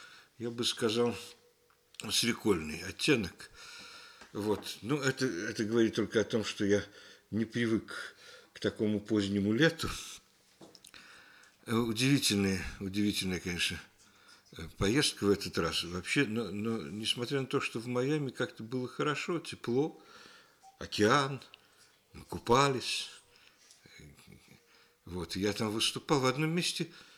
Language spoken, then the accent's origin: Russian; Kyiv, Ukraine; Ну, поскольку я киевлянин, я сегодня буду часто возвращаться к этому городу, потому что Киев я люблю.